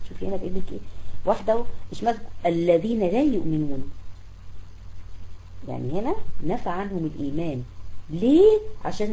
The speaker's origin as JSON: {"language": "Arabic", "country": "Egypt", "said": "في عندنا في مصر هنا في قرى الصعيد"}